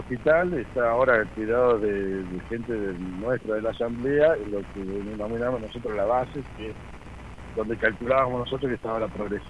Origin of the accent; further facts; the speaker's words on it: Bialet Massé, Córdoba, Argentina; de Violet Macé.